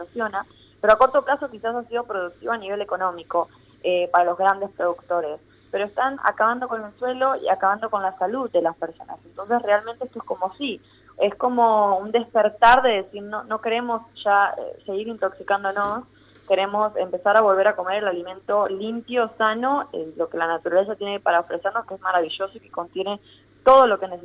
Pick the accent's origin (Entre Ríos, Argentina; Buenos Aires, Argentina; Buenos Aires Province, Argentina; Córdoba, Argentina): Entre Ríos, Argentina; Gualeguaychú; yo nací en Gualeguaychú y en la escuela a la que iba teníamos una pequeña huerta